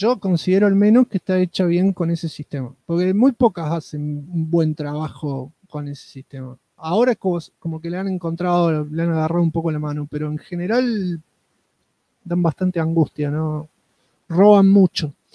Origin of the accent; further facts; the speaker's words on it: Rosario, Santa Fe, Argentina; Tengo 33 y soy de Rosarios.